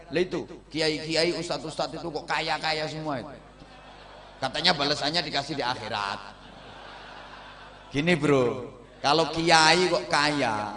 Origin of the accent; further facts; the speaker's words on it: Java, Indonesia; Kalau saya orang Jawa.